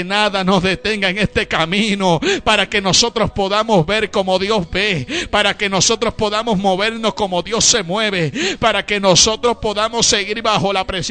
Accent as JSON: {"language": "Spanish", "country": "Puerto Rico", "said": "Pero mi tierra, Puerto Rico, en donde nosotros estamos viviendo, se va a respetar"}